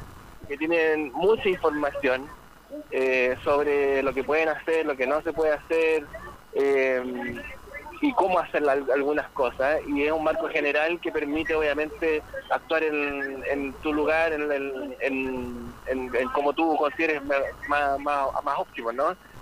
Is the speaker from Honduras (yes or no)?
no; Chile; nosotros que hemos sido también violentados como chilenos y chilenas, sabemos de eso